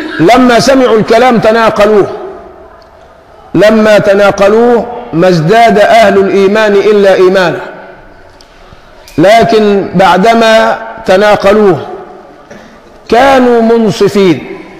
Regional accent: Egypt; وعندنا في مصر المثل الشعبي يقول فيه العيار اللي ما بيصيب بيدوش

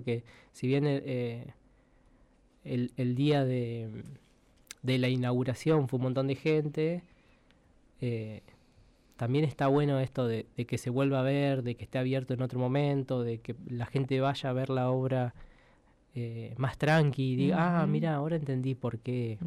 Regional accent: Buenos Aires, Argentina; yo cuando vine de Buenos Aires y fui viendo a escultores

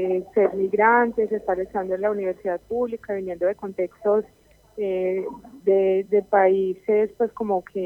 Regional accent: Colombia; Básicamente nació por una compañera chilena y yo que soy pues, de Colombia

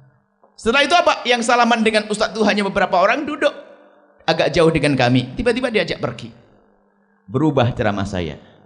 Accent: East Java, Indonesia; now in West Java, Indonesia; Saya itu dari Jawa Timur, hijrah ke Jawa Barat, dakwah kami di Jawa Barat.

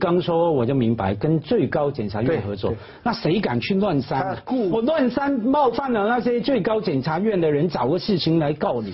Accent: Hong Kong; 可是又看到我们作为香港人了、啊，学习不小

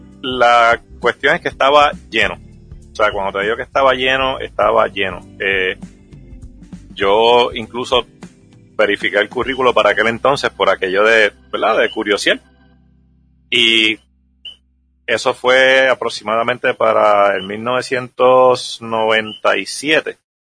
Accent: Guaynabo, Puerto Rico; now in San Lorenzo, Puerto Rico; Yo siempre he vivido, ¿verdad?, nativo de Puerto Rico. Saben que siempre he estado en la isla. Básicamente ahora mismo yo soy criado de Guaynabo, pero actualmente pues resido en San Lorenzo. Y pues, es donde me he quedado finalmente viviendo.

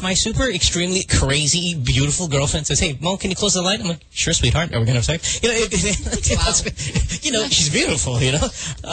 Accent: Philippines; English is a second language; Even though it's not our first language, and even though it shouldn't be the case because we are Filipino first before anything, let's be realistic.

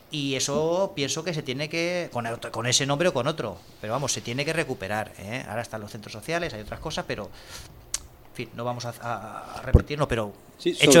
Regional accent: Burjassot, Valencian Community, Spain; yo soy de Burjasot, me vi Burjasot llena de pintadas

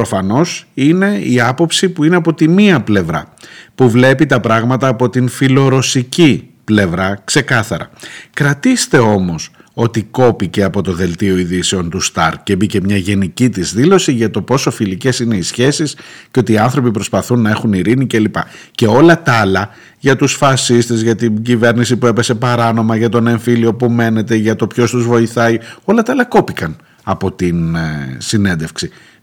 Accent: Ukraine; now in Greece; Εγώ κατάγομαι από εκεί και το 2021 είχα πάει και συνολικά έμεινα 4 μήνες στην πόλη μου.

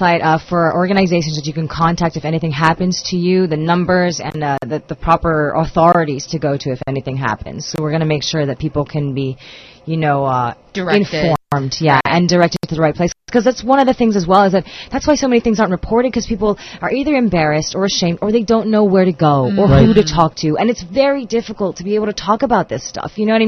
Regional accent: Philippines; Like, my music, I've always been very, like, Filipino and very proud to be Filipino, you know. And so this is me being a Filipino, making music for Filipinos with other Filipinos, starring Filipinos

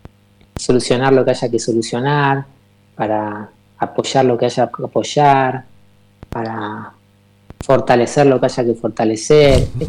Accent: General Roca, Río Negro, Argentina; Yo soy de Río Negro, de General Roca.

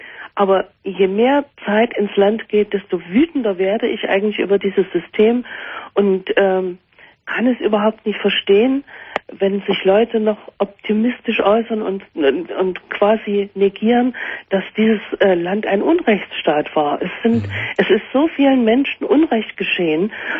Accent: Leipzig, Saxony, Germany; bin zwar besuchsweise immer mal wieder in der ehemaligen DDR, vor allen Dingen in Leipzig, da in meiner Heimatstadt.

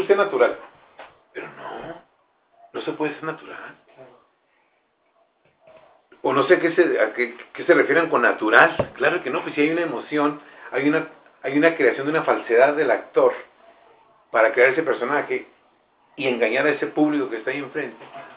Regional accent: Mexico; como mexicanos tenemos esa estigma.

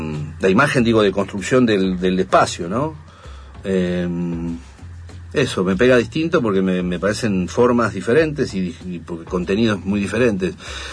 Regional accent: Argentina; Imaginen eso, soy argentino, no me lleven.

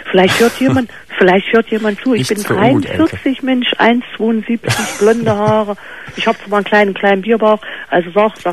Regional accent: East Germany, Germany; Wir kommen aus DDR, also Ex-DDR.

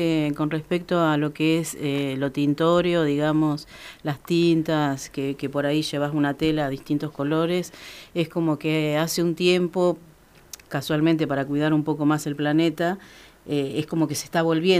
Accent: Santa Rosa, La Pampa, Argentina; born there; Aquí en Santa Rosa.

